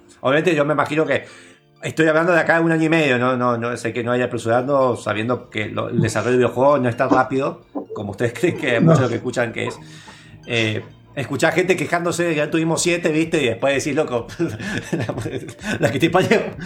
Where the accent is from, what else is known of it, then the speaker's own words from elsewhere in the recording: Mendoza, Argentina; más que somos de Mendoza